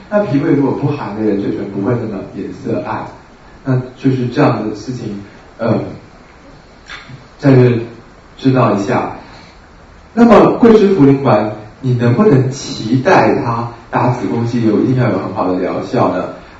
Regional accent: Taiwan; 是我们台湾人就是太常吃水果

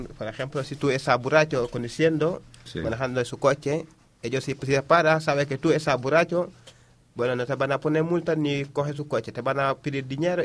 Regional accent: Dakar, Senegal; Spanish is a second language; Yo soy de Dakar, y en Senegal todo el trabajo que hay está en Dakar.

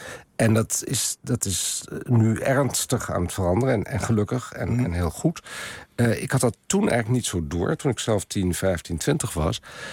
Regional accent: Overijssel, Netherlands; Als ik vroeger met mijn ouders vanuit Twente naar het Concertgebouw ging, waren mijn zusje en ik, wij zijn allebei gemengde kinderen

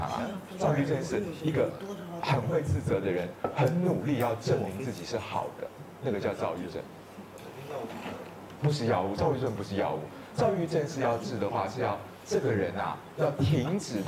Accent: Taiwan; 我们台湾人最喜欢把自己导演成受害者了，因为受害者是没有责任的

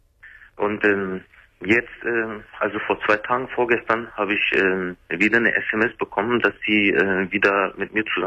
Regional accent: Germany; born there; ich als Kurde bin hier in Deutschland geboren.

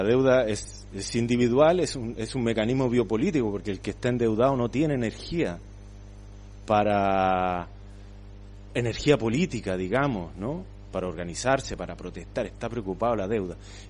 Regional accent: Santiago, Santiago Metropolitan, Chile; born there; en Santiago, por ejemplo, donde yo nací, en una ciudad que tiene 6-7 millones de habitantes

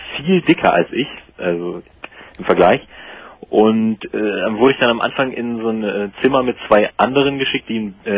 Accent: Hanover, Lower Saxony, Germany; also ich komme aus Hannover

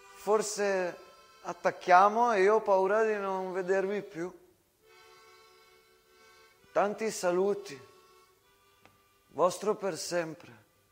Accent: San Donà di Piave, Veneto, Italy; born there; Sono nato a Piave.

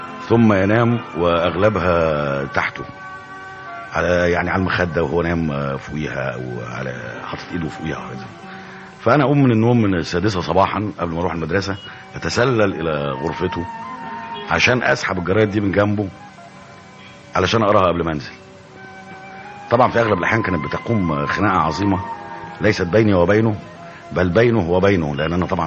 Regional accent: Giza, Giza Governorate, Egypt; ثم تفرقت بعض الأفرع من هذه العائلة في أنحاء كثيرة من مصر، إنما أنا شخصيا ولدت وتربيت في الجيزة، وبين حواري الجيزة وشوارعها وأزقتها كانت البدايات.

